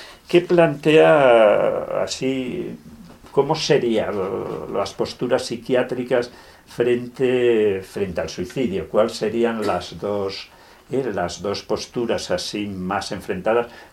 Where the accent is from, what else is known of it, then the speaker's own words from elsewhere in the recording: Avilés, Asturias, Spain; un parador de Avilés, de donde yo soy